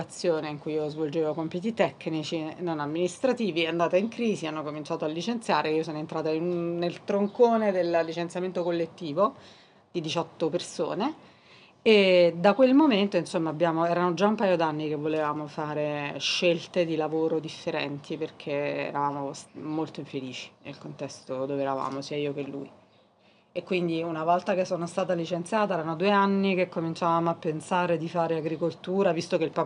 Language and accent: Italian; Portici, Campania, Italy; Io invece vengo dall'area più strettamente vesuviana, cioè dall'altra parte del Monte Somma, proprio il Vesuvio, sono di Portici. E quindi da sposata sono venuta qui.